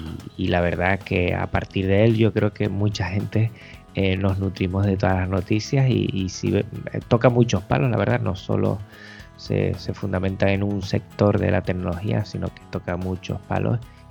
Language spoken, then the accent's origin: Spanish; Canary Islands, Spain; todos los que somos canarias lo identificamos enseguida.